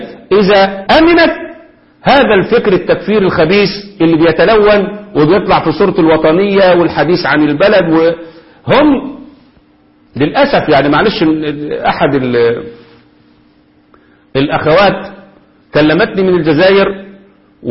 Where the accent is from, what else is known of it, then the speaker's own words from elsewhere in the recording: Egypt; زي ما هم الخونة عندنا في مصر